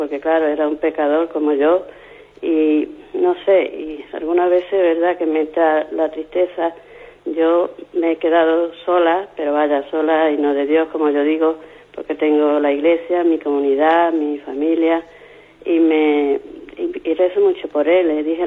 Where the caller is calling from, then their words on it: Málaga, Andalusia, Spain; de Málaga.